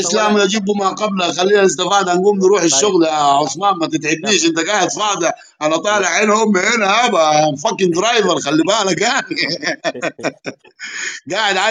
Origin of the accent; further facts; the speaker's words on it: Nubia, Egypt; انا راجل نوبي بتكلم عربي بالاخر